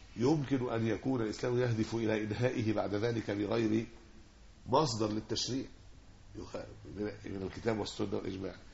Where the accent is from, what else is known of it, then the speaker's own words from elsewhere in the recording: Egypt; يعني عندنا في مصر هنا